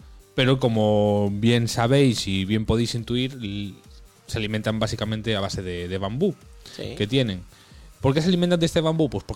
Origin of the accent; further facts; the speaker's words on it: North West England, United Kingdom; accent: Mancunian; mi acento es muy mancunian, es muy del norte